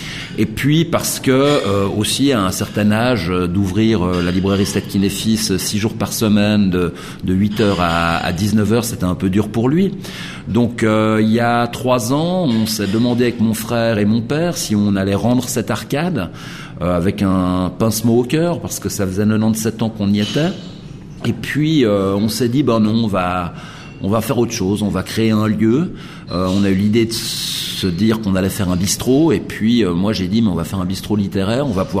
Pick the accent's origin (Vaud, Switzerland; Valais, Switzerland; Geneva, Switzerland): Geneva, Switzerland; Je suis né à Genève, j'ai fait mes études ici